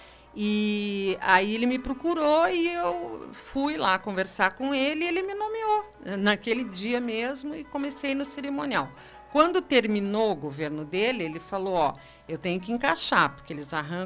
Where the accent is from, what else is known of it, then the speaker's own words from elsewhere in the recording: Curitiba, Paraná, Brazil; Então eu nasci produto desse casamento, né? Eu cresci, fiz faculdade, tudo lá em Curitiba.